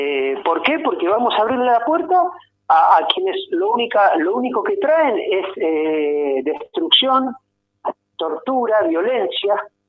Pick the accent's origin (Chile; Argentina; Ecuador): Argentina; Neuquén; born there; yo que soy nacido en Neuquén, tengo mi familia